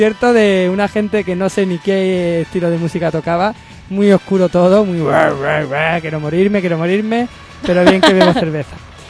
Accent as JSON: {"language": "Spanish", "region": "Andalusia", "country": "Spain", "said": "soy andaluz todavía, cuando pase un mes más aquí intentaré hablar mejor."}